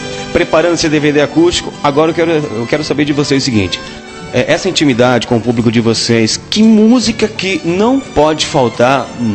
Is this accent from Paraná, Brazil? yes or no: yes; Coronel Vivida, Paraná, Brazil; Sou paranaense. Boa, da região Coronel Vivida, no Paraná, Sudoeste.